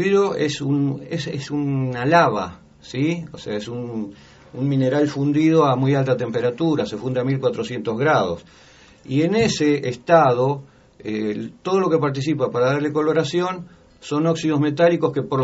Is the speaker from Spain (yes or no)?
no; Berazategui, Buenos Aires Province, Argentina; De Berazategui. Berazategui está entre Buenos Aires, o sea, Capital Federal y La Plata. Y bueno, y se denomina la capital nacional del vidrio.